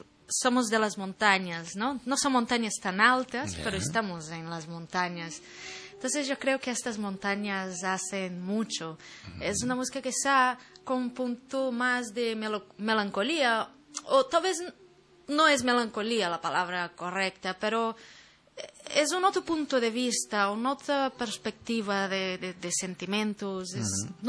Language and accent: Spanish; Belo Horizonte, Minas Gerais, Brazil; now in Spain; Yo soy de Belo Horizonte, uh-huh. Es la capital del estado de Minas Gerais.